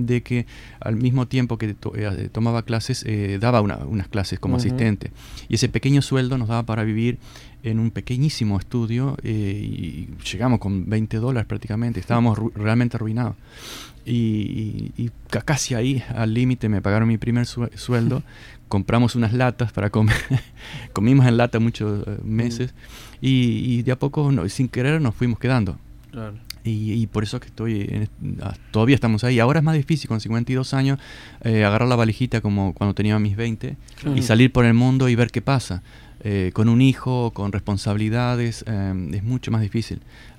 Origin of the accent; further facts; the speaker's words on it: Uruguay; Y decía, bueno, soy uruguayo, le decía en broma.